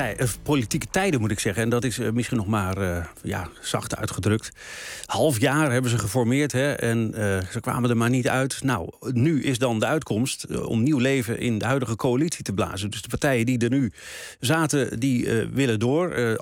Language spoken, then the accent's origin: Dutch; Drenthe, Netherlands; ik kom uit Drenthe, dus ik weet dat dan